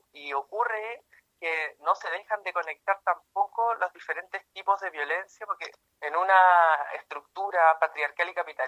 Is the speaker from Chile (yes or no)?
yes; Iquique, Tarapacá, Chile; aparte que yo soy de Iquique, ya llevo bastantes meses sin visitar a mi familia